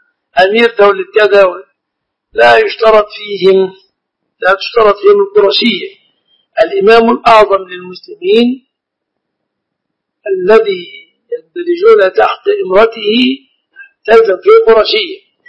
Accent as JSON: {"language": "Arabic", "country": "Egypt", "said": "نعم، الذهب من النهر في بلادنا مصر."}